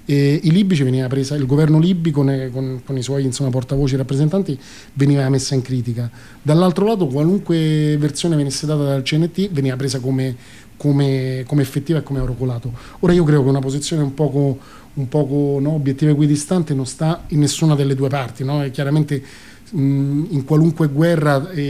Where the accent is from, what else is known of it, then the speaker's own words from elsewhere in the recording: Spain; E io, figurati, insomma, vengo dalla Spagna, dove hanno vissuto tantissimo di questa forma di sviluppo incontrollata, no?